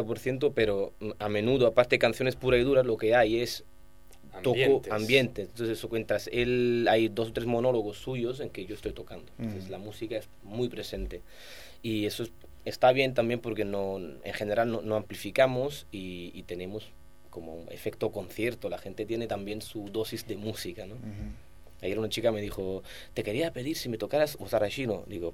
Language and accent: Spanish; Southern Italy, Italy; Spanish is a second language; moved away; yo he emigrado, soy un inmigrante italiano del sur.